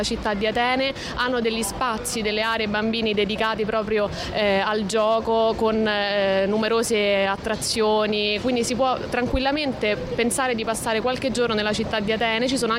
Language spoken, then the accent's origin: Italian; Rome, Lazio, Italy; moved away as an adult; now in Athens, Greece; Io sono di Roma, mi sono trasferita per amore, diciamo anche un po' per caso, perché il tutto è avvenuto abbastanza rapidamente, e in poco tempo sono diventata cittadina di questa bellissima città.